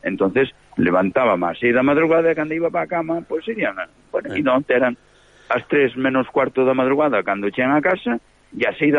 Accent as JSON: {"language": "Galician", "region": "Galicia", "country": "Spain", "said": "Estou ao lado dos montes, dos campos de Galicia, do mar de Galicia."}